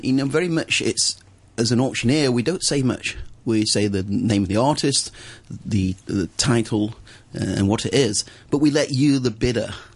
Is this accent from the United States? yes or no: no; Wigan, North West England, United Kingdom; This is where I come from Wigan up north.